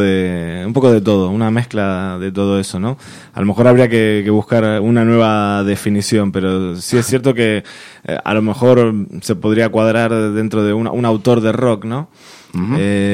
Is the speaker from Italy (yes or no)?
no; Buenos Aires, Argentina; accent: Argentine; now in Spain; Sí, sí, soy de Buenos Aires, Argentina. Digamos, lo del nombre artístico nace un poco a partir de venirnos aquí, uh-huh, a vivir a España, allá por el 2007.